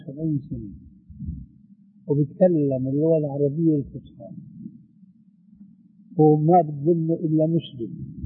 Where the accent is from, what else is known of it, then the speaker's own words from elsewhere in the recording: Damascus, Damascus Governorate, Syria; راحت أيام وإجت أيام كما يقولون عندنا في الشام